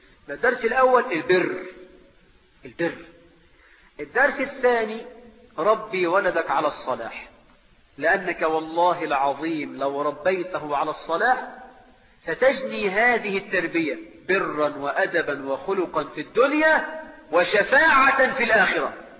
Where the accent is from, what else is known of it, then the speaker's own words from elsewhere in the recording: Egypt; وعندنا في مصر النخلة عند الفلاح دي حاجة كبيرة جدا